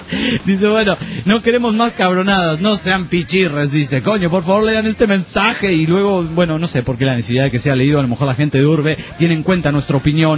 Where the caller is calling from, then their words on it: Concordia, Entre Ríos, Argentina; Bueno, queridos desintegrados … de Concordia, Entre Ríos.